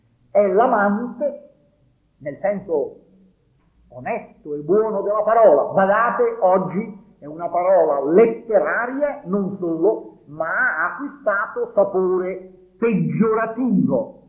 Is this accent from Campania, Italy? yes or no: yes; Naples, Campania, Italy; ancora oggi, io sono napoletano, nel dialetto napoletano